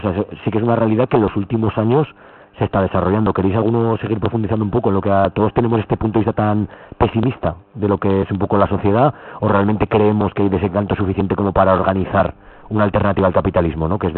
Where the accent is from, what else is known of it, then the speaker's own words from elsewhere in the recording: Zaragoza, Aragon, Spain; nosotros que somos de Zaragoza, pues se ve la ciudad llena de gente tomando granizados y paseando